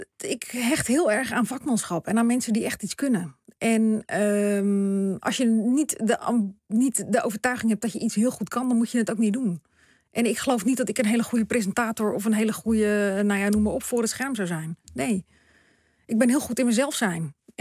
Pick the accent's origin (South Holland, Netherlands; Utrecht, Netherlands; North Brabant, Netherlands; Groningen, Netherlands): South Holland, Netherlands; Ouderkerk aan den IJssel; born there; Dus over Oudekerk, waar ik geboren ben, Krimpen aan de IJssel, Capelle aan de IJssel.